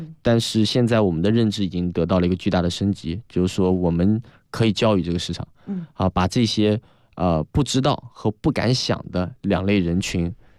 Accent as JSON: {"language": "Chinese", "country": "China", "said": "我是来自中国一个比如说五六线城市啊，甚至十线城市。"}